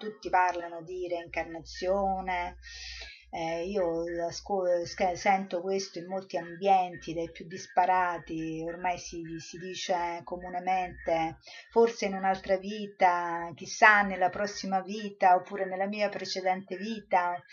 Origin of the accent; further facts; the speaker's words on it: Rome, Lazio, Italy; io sono romana, sono andata a Roma